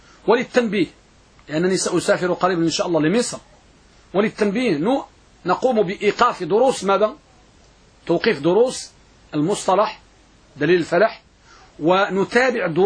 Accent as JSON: {"language": "Arabic", "country": "Morocco", "said": "النساء عندنا بالمغرب"}